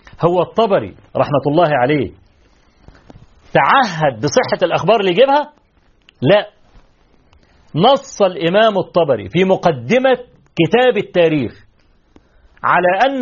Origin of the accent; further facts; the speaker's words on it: Egypt; طبعا احنا كمصريين عارفين